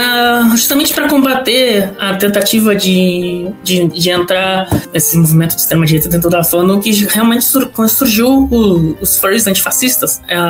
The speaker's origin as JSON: {"language": "Portuguese", "town": "Pelotas", "region": "Rio Grande do Sul", "country": "Brazil", "tie": "born or raised there", "lives_now": "Porto Alegre, Brazil", "said": "Sou do Rio Grande do Sul, nascido e criado em Pelotas, mas hoje eu moro em Porto Alegre."}